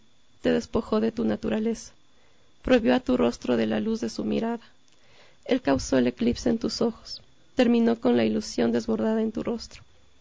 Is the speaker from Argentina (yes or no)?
no; Ecuador; me gustaría publicarlo aquí en mi país. Como nota igual, en la portada de mi libro quise rescatar la cultura de aquí.